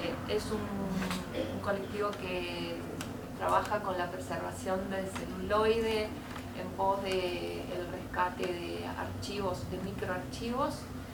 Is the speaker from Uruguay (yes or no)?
yes; Montevideo, Uruguay; soy de Montevideo